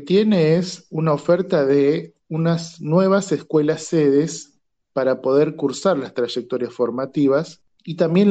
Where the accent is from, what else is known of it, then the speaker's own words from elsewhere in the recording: Buenos Aires Province, Argentina; Yo soy de provincia de Buenos Aires